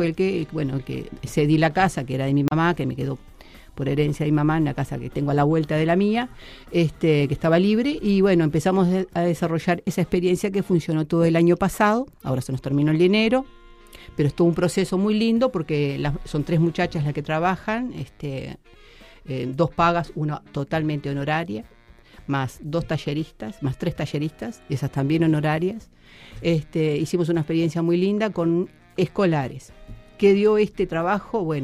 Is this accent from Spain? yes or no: no; Uruguay; Siempre me sentí locataria, amo mi barrio. Tuve oportunidades de emigrar, como muchos uruguayos han emigrado, pero siempre decidí quedarme